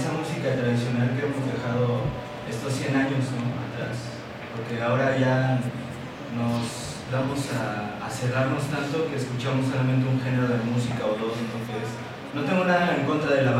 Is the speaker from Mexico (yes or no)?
yes; Cuernavaca, Morelos, Mexico; Yo soy oriundo de aquí, de Cuernavaca, soy guayabo.